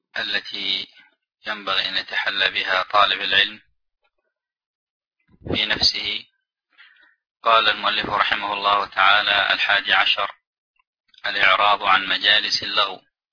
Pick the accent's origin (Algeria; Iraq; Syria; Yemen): Yemen; كمجالس مثلا عندنا في اليمن القات